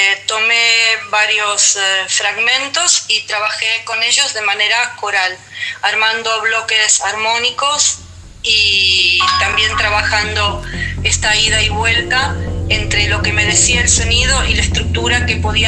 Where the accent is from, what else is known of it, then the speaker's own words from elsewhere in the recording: Buenos Aires Province, Argentina; bonaerense, nacida en 1961.